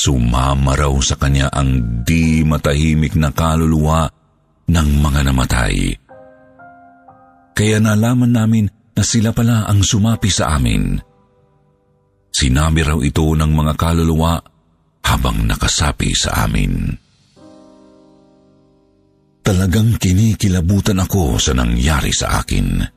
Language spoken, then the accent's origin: Tagalog; Davao Region, Philippines; Gusto ko lang ikwento ang karanasan ko noong bata pa ako sa probinsya namin sa Davao del Sur.